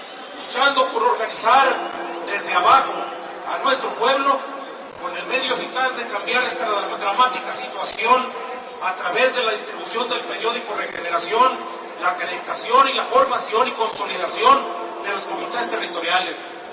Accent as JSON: {"language": "Spanish", "region": "Durango", "country": "Mexico", "said": "provengo del estado de Durango, cuna de Francisco Villa, específicamente de la región lagunera, de un estado que a pesar de estar situado en el norte del país"}